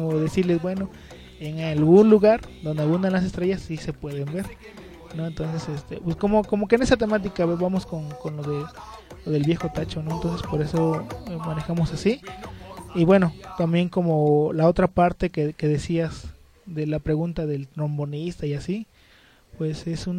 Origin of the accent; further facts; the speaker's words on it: Citlala, Guerrero, Mexico; me voy a contextualizar y como si yo estuviera en Citlala, ¿no? Porque extraño mucho mi pueblo.